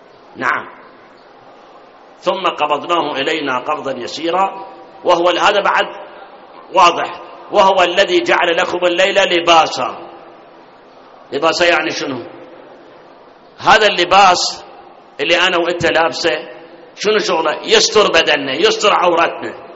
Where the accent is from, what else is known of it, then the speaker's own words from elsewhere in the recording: Karbala, Karbala Governorate, Iraq; فإذا بلدنا العراق وكربلاء إذا صارت مثل القطب الشمالي والجنوبي معناه متنا